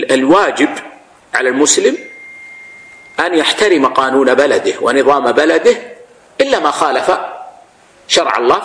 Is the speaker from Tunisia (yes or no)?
no; Saudi Arabia; ووضعت الدولة صندوق لإبراء الذمة مثل ما عندنا في السعودية